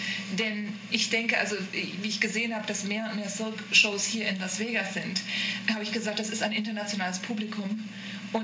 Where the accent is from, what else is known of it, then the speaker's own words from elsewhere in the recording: Bonn, North Rhine-Westphalia, Germany; ich bin aus Bonn, mhm, also aus der Bonn-Kölner Gegend.